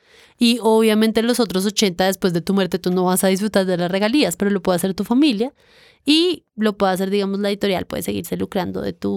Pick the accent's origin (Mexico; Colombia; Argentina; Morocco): Colombia; que yo soy colombiana